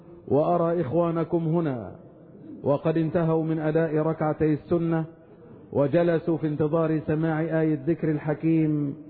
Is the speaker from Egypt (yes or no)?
yes; Egypt; وأن يحفظ بلادنا مصر من كل مكروه وسوء